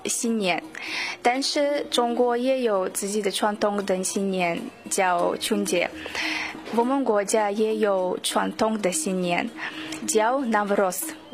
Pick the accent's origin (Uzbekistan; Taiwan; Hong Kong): Uzbekistan; Chinese is a second language; now in Beijing, China; 我来自乌兹别克斯坦，我来北京已经一年半了，我在北京语言大学学习汉语言。